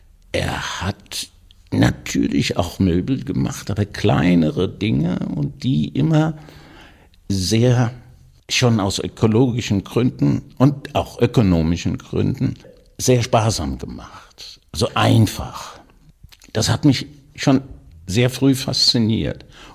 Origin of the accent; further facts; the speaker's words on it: Wiesbaden, Hesse, Germany; born there; In Wiesbaden, wo ich geboren bin, und habe da 2 Semester studiert, Innenarchitektur.